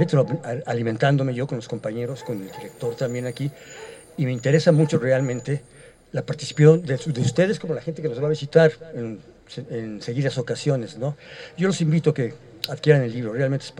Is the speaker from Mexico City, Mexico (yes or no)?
yes; Iztapalapa, Mexico City, Mexico; Yo no soy de aquí, yo vengo de México, de Iztapalapa. Estoy en Iztapalapa, en Xochimilco y todo eso.